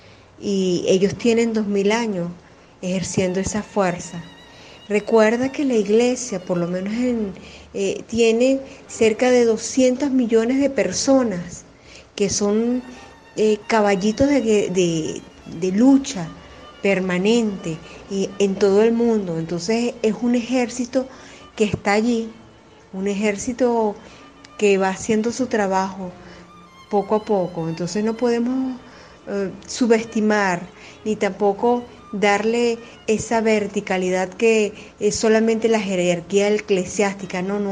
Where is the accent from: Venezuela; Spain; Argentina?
Venezuela; soy de Venezuela